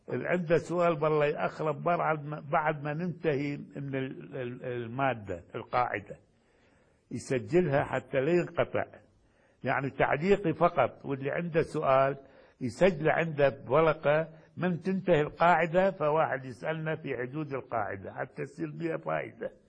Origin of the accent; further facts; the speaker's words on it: Iraq; now in Yemen; الآن مثلا عندنا في العراق وأظن هنا في اليمن نفس الشيء